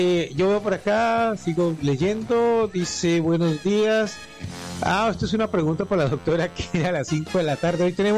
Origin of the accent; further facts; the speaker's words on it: Cali, Valle del Cauca, Colombia; Yo soy de Cali, no puedo, soy de Cali.